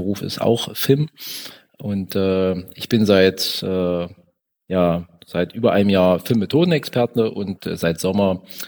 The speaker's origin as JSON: {"language": "German", "town": "Magdeburg", "region": "Saxony-Anhalt", "country": "Germany", "said": "Ich bin aus Magdeburg und bin auch in Magdeburg"}